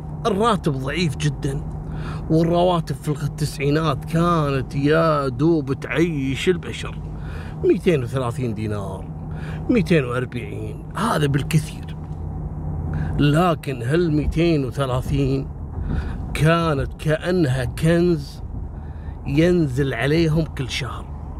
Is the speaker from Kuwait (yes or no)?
yes; Kuwait; بعدين من بعد 97-98 عندنا في الكويت هبت الحريم، صارت كلها موظفات